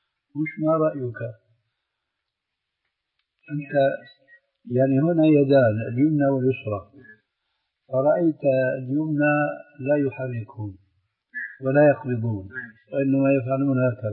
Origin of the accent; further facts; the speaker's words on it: Syria; وهكذا عندنا في سوريا أيضا يقولون الذال الذين